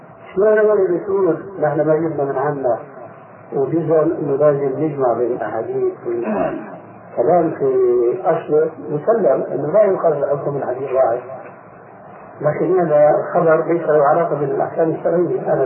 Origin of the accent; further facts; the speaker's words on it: Syria; يشكو مش عندنا في الشام